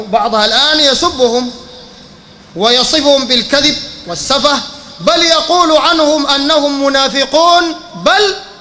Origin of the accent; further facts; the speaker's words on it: Sudan; لا من حيث العدد ولا من حيث التأثير وانتشار العقائد عندنا في السودان